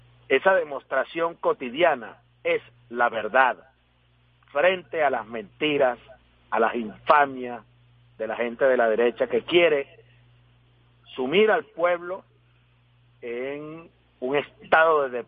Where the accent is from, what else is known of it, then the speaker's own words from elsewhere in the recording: Venezuela; como somos los venezolanos, dispuestos al trabajo cotidiano